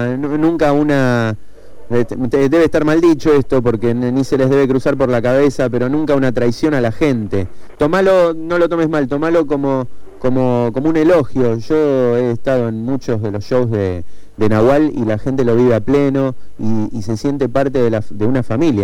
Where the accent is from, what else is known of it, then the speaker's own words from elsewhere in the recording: San Justo, Buenos Aires Province, Argentina; Yo soy de San Justo, de Ramos Mejía, Edo.